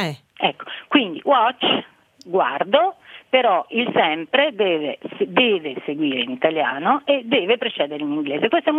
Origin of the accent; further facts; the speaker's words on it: Marche, Italy; now in Venice, Italy; io sono marchigiana, mio figlio è nato a Venezia